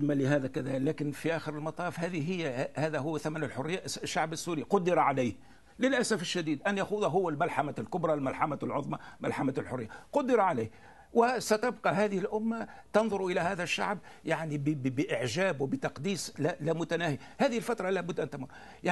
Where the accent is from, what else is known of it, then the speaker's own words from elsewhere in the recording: Tunisia; أنا أعتبر شو أنت سوري وأنا تونسي